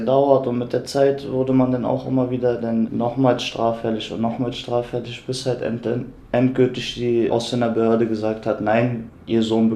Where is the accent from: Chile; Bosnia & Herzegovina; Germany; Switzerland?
Germany; born there; Aber ich bin ja in Deutschland geboren, ich kenne nichts anderes.